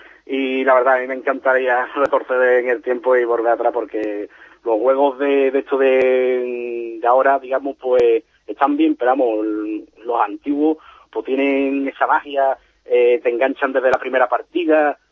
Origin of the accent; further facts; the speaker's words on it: Cádiz, Andalusia, Spain; Yo soy de Cádiz Capital.